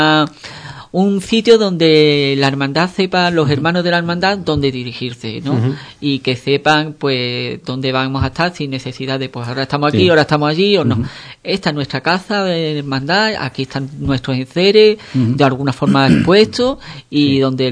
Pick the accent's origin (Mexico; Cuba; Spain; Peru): Spain; Ubrique, Andalusia; los ubriqueños, muchas de nuestras fiestas, tenemos muchos altibajos, ¿no?